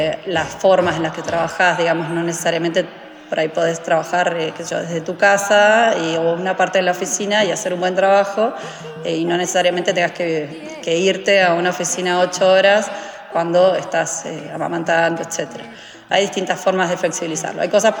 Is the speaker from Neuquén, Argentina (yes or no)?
yes; Neuquén, Argentina; born there; also born or lived in Buenos Aires; Yo estudié en Buenos Aires, en la UBA, si bien soy de Neuquén, nací en Neuquén, me fui a estudiar para Buenos Aires.